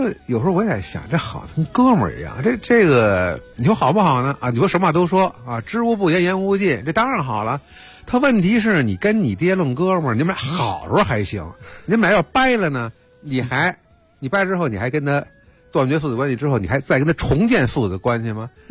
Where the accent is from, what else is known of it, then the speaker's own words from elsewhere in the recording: Beijing, China; 但是我是北京人嘛，我在北京感受就更多一些